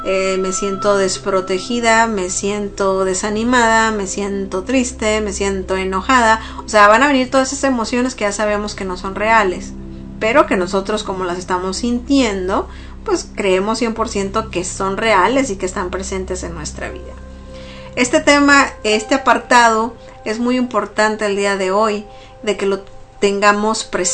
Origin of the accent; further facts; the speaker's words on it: Mexico; para los que somos, nos consideramos mexicanos, nuevamente, entre comillas lo digo